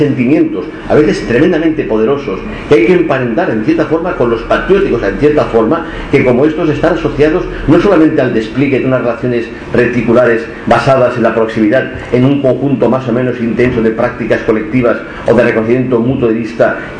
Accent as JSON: {"language": "Spanish", "town": "Barcelona", "region": "Catalonia", "country": "Spain", "tie": "born or raised there", "said": "no es únicamente mi barrio, el barrio en el que nací. Yo era Tostafrancs, aunque es discutible"}